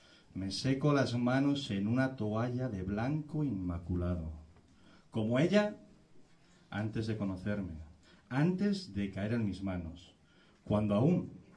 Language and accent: Spanish; Zamora, Castile and León, Spain; Vengo de Zamora. A los que habéis estudiado hace poco, no tenéis ni puta idea de dónde está. Está al sur de León.